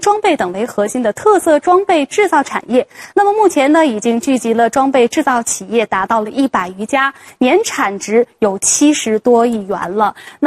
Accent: Hengshui, Hebei, China; 因为就是我的家乡衡水市。那里正在发生的变化让我这个衡水人呀都感到惊叹

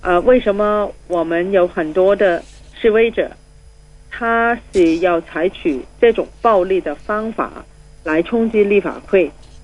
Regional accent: Hong Kong; 没有了我们香港人原来的优点，包括法治精神，包括我们的经济繁荣，包括我们政治稳定

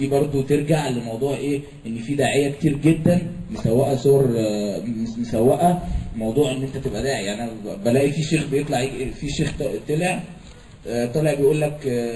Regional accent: Cairo, Cairo Governorate, Egypt; بالمناسبه انا من القاهره

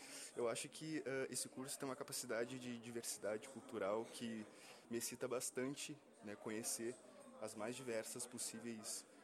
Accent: Porto Alegre, Rio Grande do Sul, Brazil; Eu tenho 28 anos, sou natural de Porto Alegre.

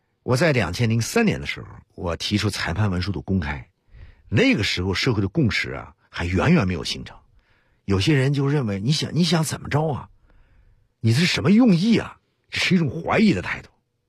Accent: Beijing, China; 当我们海淀区来说，山前山后，作为北京人来说

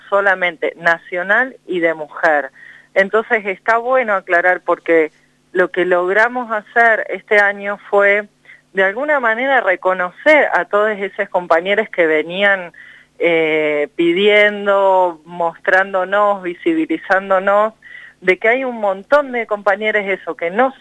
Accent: Merlo, San Luis, Argentina; Yo soy de Merlo, así es, sí, bien al norte. También estoy muy cerquita del límite con Córdoba.

